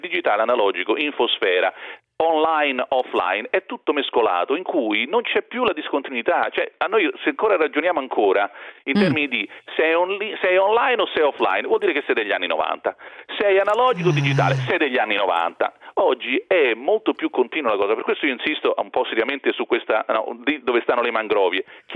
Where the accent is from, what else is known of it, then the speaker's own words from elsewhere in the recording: Rome, Lazio, Italy; born there; lo sanno tutti che si sente anche dall'accento che sono nato a Roma